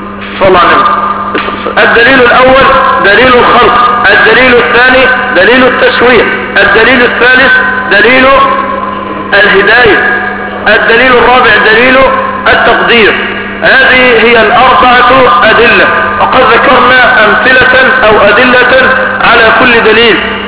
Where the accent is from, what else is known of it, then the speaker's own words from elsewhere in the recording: Egypt; لا عندنا في مصر كم واحد؟ ثلاث.